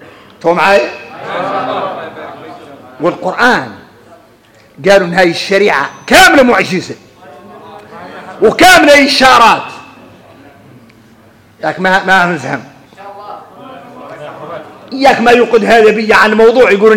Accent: Mauritania; ولذلك ارك انت لو تخرصوا تفطروا ان احنا موريتاني لا يعملنا طيبين

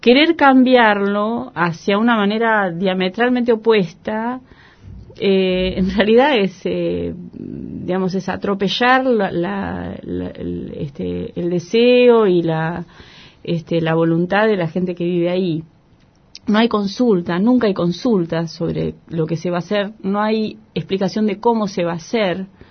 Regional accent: San Martín, Buenos Aires Province, Argentina; born there; Yo nací en San Martín, mi familia la mayoría eran obreros

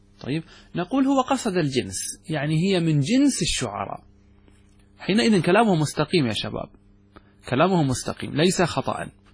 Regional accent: Qatar; مثل عندنا نحن ما اسمه هذا الخيل الذي عندنا في قطر

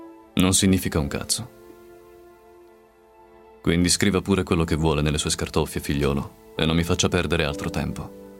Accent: Catania, Sicily, Italy; now in Rome, Italy; Di Catania, vengo da Catania ma vivo a Roma da 2 anni.

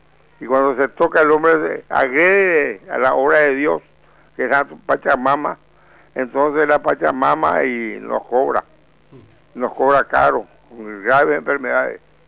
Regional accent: Paraguay; Y yo más que paraguayo, yo soy latinoamericano.

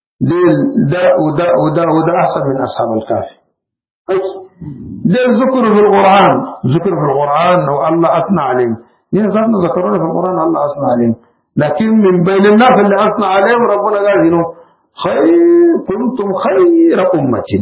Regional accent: Sudan; من أحسن الحاجات عندنا في السودان مختصر المختصر

